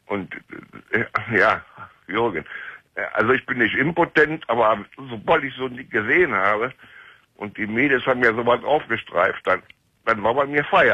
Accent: Cologne, North Rhine-Westphalia, Germany; now in Hildesheim, Germany; Ich bin auch eine Kölsche Junge. Ich komme von der Schelsig. Ich komme aus Delburg.

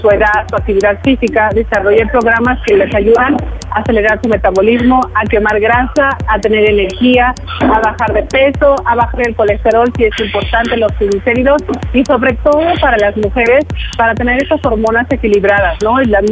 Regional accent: Mexico; muy contento de estar aquí en mi tierra mexicana, ya que soy mexicana

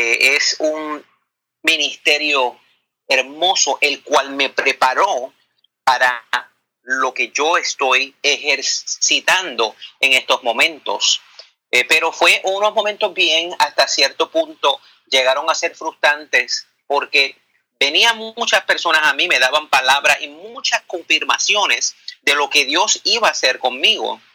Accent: Bayamón, Puerto Rico; yo soy un muchacho humilde, nacido en Bayamón, Puerto Rico.

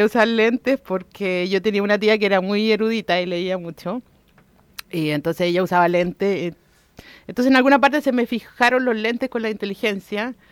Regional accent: Recoleta, Santiago Metropolitan Region, Chile; Yo soy oriunda de Recoleta.

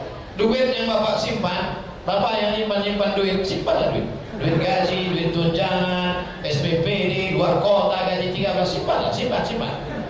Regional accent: Riau, Indonesia; saya dari Riau

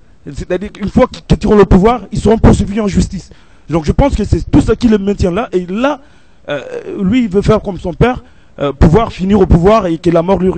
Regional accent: Gabon; now in France; ici en France, ils sont 15 ou 20 au maximum, et que chez nous, au Gabon, on est 100 ou 200 élèves par classe.

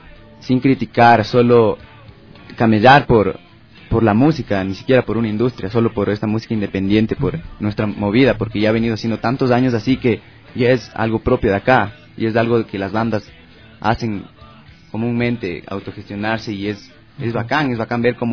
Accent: Quito, Pichincha, Ecuador; somos de aquí, de Quito, somos de la mitad del mundo, somos de Ecuador.

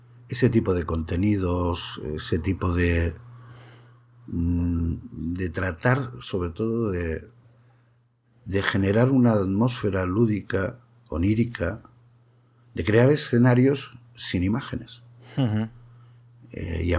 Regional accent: Jaén, Andalusia, Spain; born there; yo como no me he criado, por historias familiares, no me he criado, yo te hablo desde Jaén, desde Andalucía, pero, y soy de aquí, pero no me he criado aquí. Entonces, al final no tengo un acento andaluz.

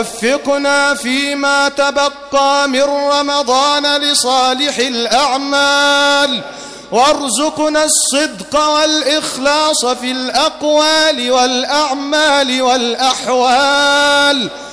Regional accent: Egypt; اللهم أنزل على بلدنا مصر أمنك وأمانك

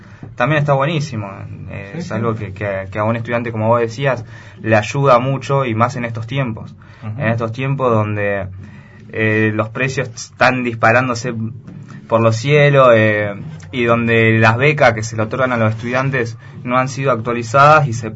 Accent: Viedma, Río Negro, Argentina; los estudiantes que somos de Viedma y nos manejamos solamente en Viedma

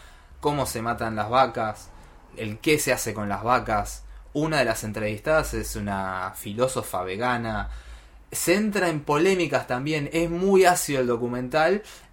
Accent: Argentina; nos representa como argentinos, ¿no?

